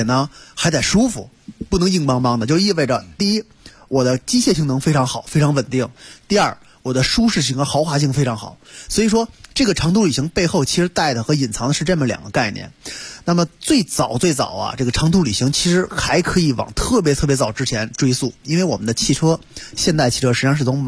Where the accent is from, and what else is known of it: China